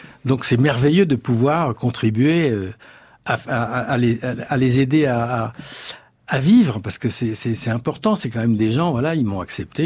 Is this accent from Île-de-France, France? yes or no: yes; Paris, Île-de-France, France; ils m'ont quand même accepté, les Aveyronnais, ce qui n'est pas évident quand on est parisien et qu'on a fait l'erreur de montrer sa tronche dans le poste.